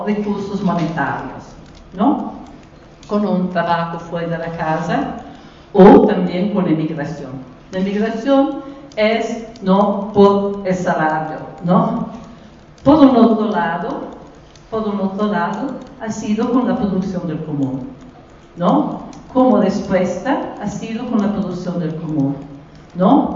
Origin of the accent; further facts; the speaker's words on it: Italy; Spanish is a second language; moved away; cuando crecí niña en Italia, en el periodo inmediatamente de la Segunda Guerra Mundial, nell'area rurale donde yo viví